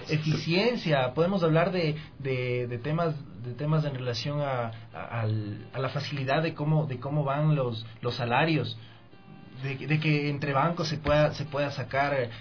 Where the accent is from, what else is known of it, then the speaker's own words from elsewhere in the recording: Ecuador; al menos yo espero, como ecuatoriano, no como militante